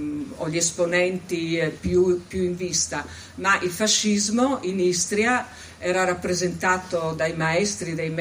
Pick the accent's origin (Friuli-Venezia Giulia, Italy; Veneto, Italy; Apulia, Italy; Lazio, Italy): Friuli-Venezia Giulia, Italy; veniamo dal Friuli Venezia Giulia, io posso dire che nel corso della mia vita non ho fatto altro che sentir parlare di Foibe e Porzus.